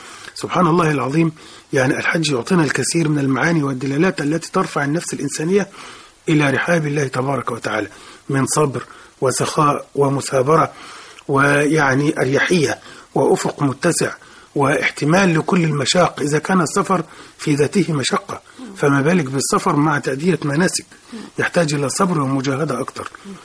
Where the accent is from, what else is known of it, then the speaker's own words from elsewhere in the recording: Egypt; إحنا عندنا كمصريين خاصة عادة نرجو أن نتخلص منه